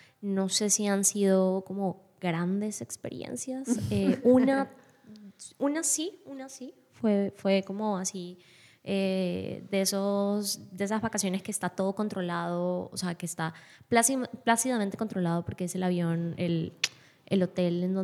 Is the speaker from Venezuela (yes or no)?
yes; Venezuela; a veces le tengo que explicar a la gente que para que en realidad todos los venezolanos seamos costeños